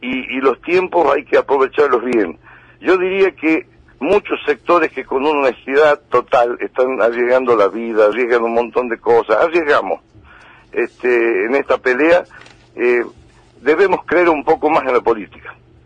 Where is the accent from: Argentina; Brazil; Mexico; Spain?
Argentina; las esperanzas que tenemos todos como argentinos